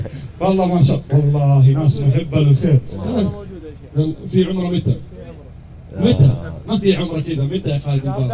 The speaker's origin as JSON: {"language": "Arabic", "town": "Jeddah", "region": "Makkah Province", "country": "Saudi Arabia", "said": "سووا له مصلى متنقل عندنا في جدة"}